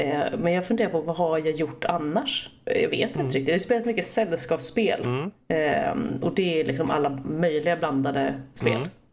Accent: Stockholm, Stockholm County, Sweden; moved away as an adult; now in Gothenburg, Sweden; Jag kommer ursprungligen från Stockholm. Bodde där mina första 19 år. Och sen så fick jag för mig att jag skulle flytta. Så då flyttade jag till Göteborg.

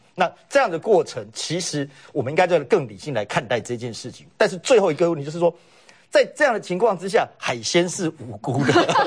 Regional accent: Taiwan; 那我觉得站在我们台湾人良善的角度

